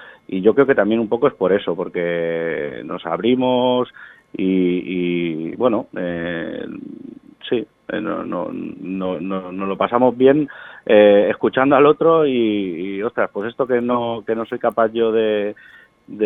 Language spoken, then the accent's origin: Spanish; Vila-seca, Catalonia, Spain; Nosotros somos de Vilaseca, de aquí a poquitos kilómetros de Tarragona